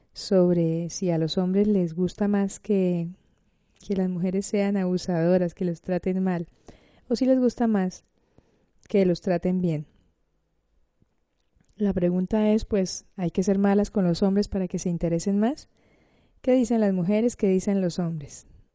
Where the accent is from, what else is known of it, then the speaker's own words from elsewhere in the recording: Cartagena, Bolívar, Colombia; now in Granada, Spain; cartagenera de Indias en Granada, España.